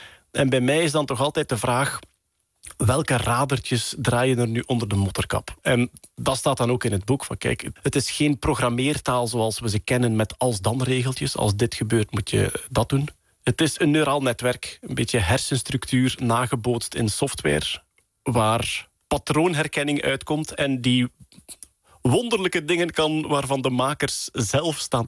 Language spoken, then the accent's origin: Dutch; Flanders, Belgium; Als Vlaming die recht van onder de kerktoren komt.